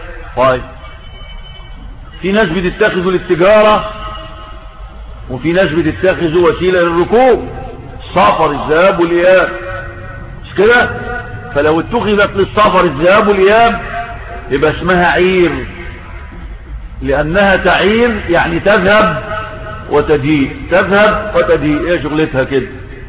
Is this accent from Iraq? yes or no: no; Sinai, Egypt; طور سيناء اللي هو فيها عندنا في سيناء جبل الطور عندنا